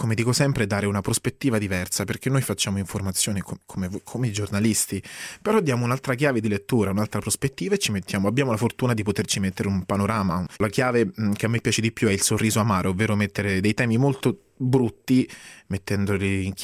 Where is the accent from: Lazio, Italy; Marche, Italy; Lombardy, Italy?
Lazio, Italy; sono laziale, vengo da un piccolo paesino in provincia di Rieti, nella Valle del Salto